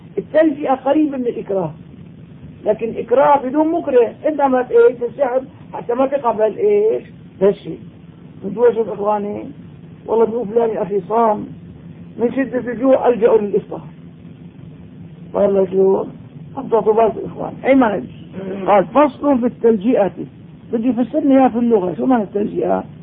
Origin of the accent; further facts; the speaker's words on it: Damascus, Damascus Governorate, Syria; اما الان عندنا في دمشق ما شاء الله صار البناء مفخرة،